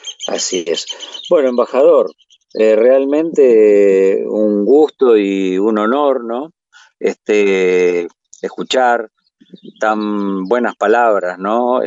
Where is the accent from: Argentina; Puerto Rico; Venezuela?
Argentina; Yo lo escuché como argentino y lo sentí muy profundo